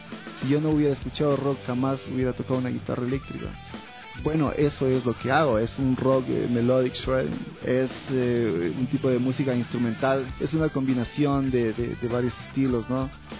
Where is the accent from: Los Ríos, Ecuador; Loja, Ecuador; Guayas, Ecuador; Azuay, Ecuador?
Loja, Ecuador; soy de Loja y bueno, me dedico a la música